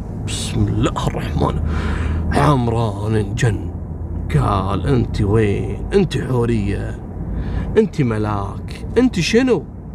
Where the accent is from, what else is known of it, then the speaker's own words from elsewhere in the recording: Kuwait; والله ذكرتني بوحدة قصة صارت عندنا في الكويت